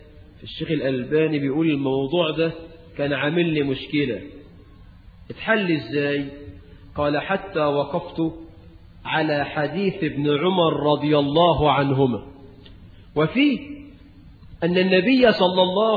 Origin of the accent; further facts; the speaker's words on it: Egypt; وزي ما احنا كمصريين تقول لواحد ايدك معايا